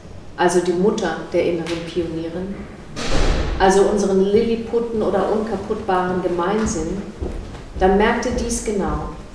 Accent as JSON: {"language": "German", "town": "East Berlin", "region": "Berlin", "country": "Germany", "said": "Ich bin also aus Ost-Berlin und bin auch mit Matryoshkas aufgewachsen."}